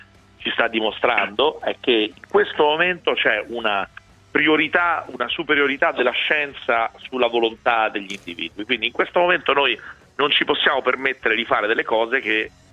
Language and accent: Italian; Rome, Lazio, Italy; Io sono di Roma Nord, quindi sono romantico.